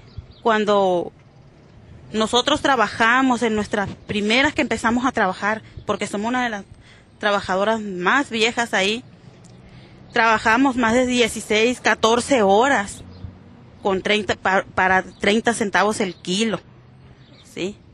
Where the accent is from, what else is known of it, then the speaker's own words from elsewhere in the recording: Santa Rosalía, Baja California Sur, Mexico; Soy del municipio de Mulegé, Santa Rosalía, Baja California.